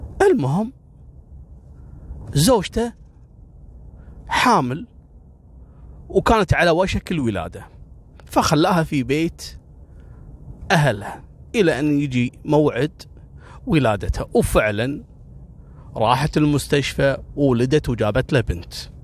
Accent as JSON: {"language": "Arabic", "country": "Kuwait", "said": "إحنا عندنا في الكويت"}